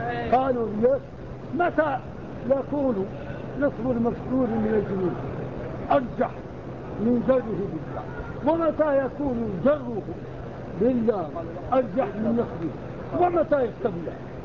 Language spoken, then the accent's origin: Arabic; Morocco; القراءة بالدام عندنا في المغرب في الصحراء